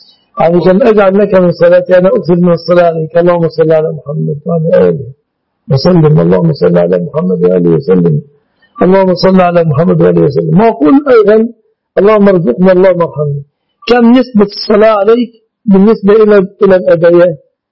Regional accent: Egypt; أنا كمستخدم مصري لن أشتري أدويتكم

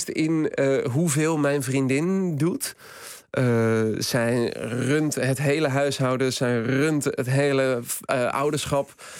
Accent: Schipluiden, South Holland, Netherlands; moved away as an adult; naar de postcode van mijn dorp, Schipluiden, waar ik vandaan kom. Ik was 26 toen ik daar wegging.

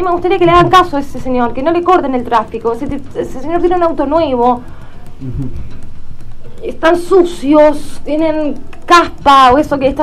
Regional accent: Buenos Aires, Argentina; Yo te llamo porque soy de la Capital Federal.

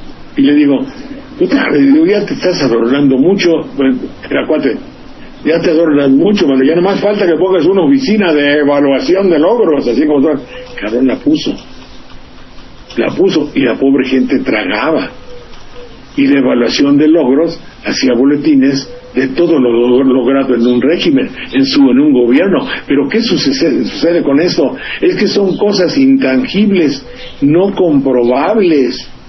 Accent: Veracruz, Mexico; los 750 individuos de un pueblito de 3.000 habitantes, se llama Coyolillo, junto a mi pueblo

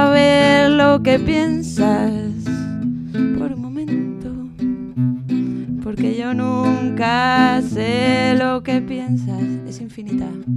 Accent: Asturias, Spain; Pues soy de Asturias.

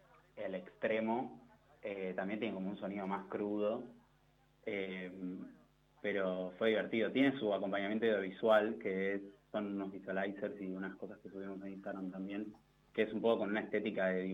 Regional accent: Buenos Aires, Argentina; De Saavedra.

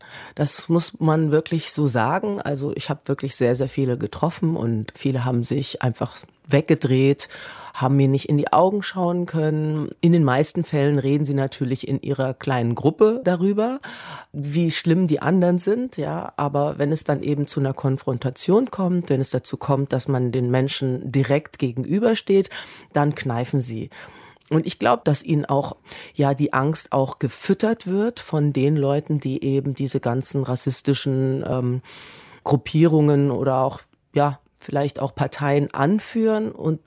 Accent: Kassel, Hesse, Germany; meine Antwort war, ich komme aus Kassel.

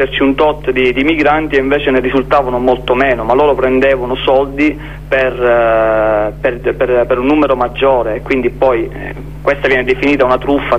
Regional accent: Noto, Sicily, Italy; nel paesino qua vicino a dove abito io sono di Noto, Pachino

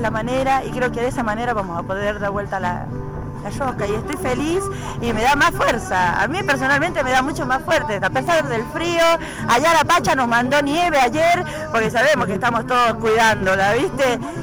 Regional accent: Andalgalá, Catamarca, Argentina; soy de Aldalgalá, Catamarca. Estoy acá en este momento me encuentro en Buenos Aires, frente al Congreso

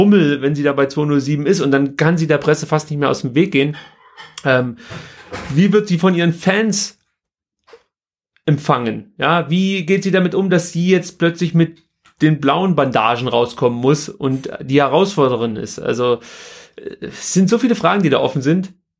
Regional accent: East Germany, Germany; ich bin ja in der DDR groß geworden.

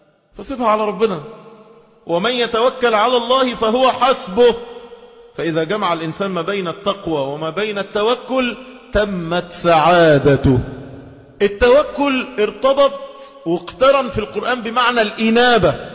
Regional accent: Egypt; ده احنا شرفنا كمصريين

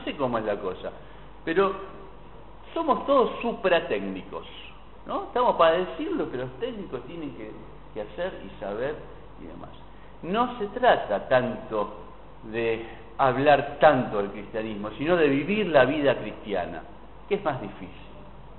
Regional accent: Argentina; Y tenemos un poco de como argentinos bastante esto de, ¿no?, las teorizaciones

